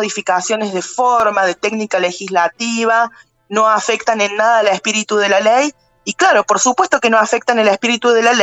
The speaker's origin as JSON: {"language": "Spanish", "town": "Estación Juárez Celman", "region": "Córdoba", "country": "Argentina", "said": "yo soy de Estación Juárez Celman"}